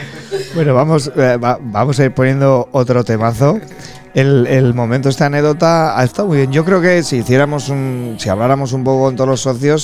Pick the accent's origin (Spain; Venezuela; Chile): Spain; Burgos, Castile and León; los de Gamonal, pues somos de Burgos y quizás somos los más afortunados, porque puede ser de Burgos y de Gamonal